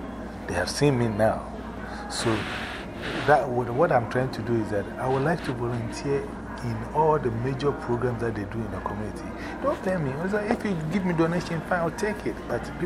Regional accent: New York, United States; So, yeah, we're from New York. We got techniques.

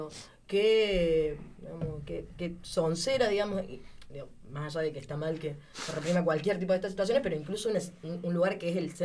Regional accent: Córdoba, Argentina; a mí personalmente vengo de Córdoba, que es bastante represivo

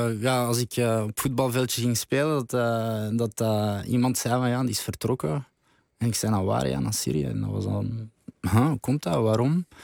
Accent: Vilvoorde, Flemish Brabant, Belgium; En ik kom van Vilvoorde.

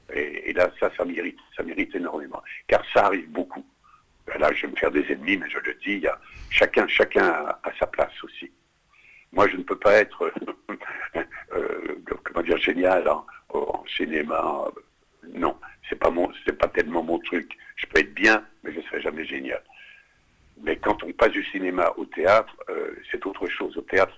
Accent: Grand Est, France; je suis de Lorraine, de Lorraine et d'Alsace.

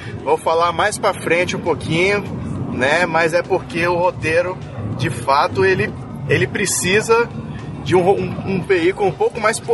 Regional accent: Espírito Santo, Brazil; Já aviso logo, como capixaba que sou

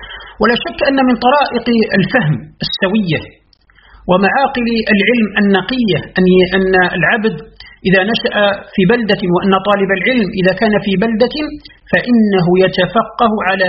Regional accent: Algeria; كحال بلدنا الجزائر مثلا

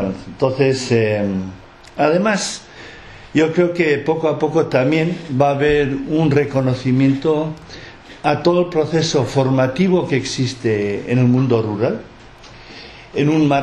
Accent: Lekeitio, Basque Country, Spain; Entonces, yo soy de Lequeitio.

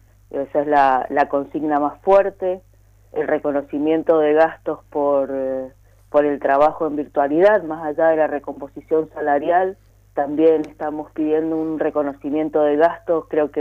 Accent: Mendoza, Argentina; tenemos que salir como pueblo mendocino en su conjunto a rechazarlo.

